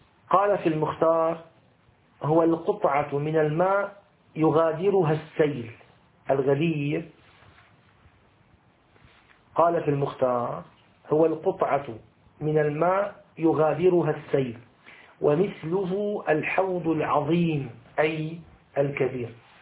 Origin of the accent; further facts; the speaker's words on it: Damascus, Damascus Governorate, Syria; أبد النهر الفيجي عندنا في دمشق لما يكون في أيام الربيع يكون يجري بقوة